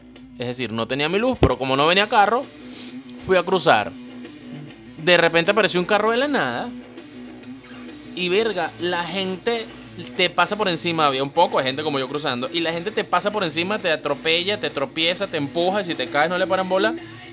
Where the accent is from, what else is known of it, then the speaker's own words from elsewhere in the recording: Venezuela; no por eso soy menos venezolano que tú